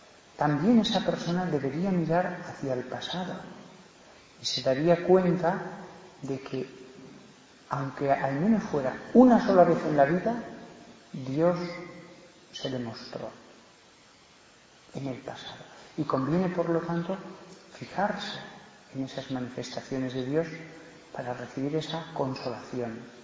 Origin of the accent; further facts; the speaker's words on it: Barbastro, Aragon, Spain; en Barbastro, de donde soy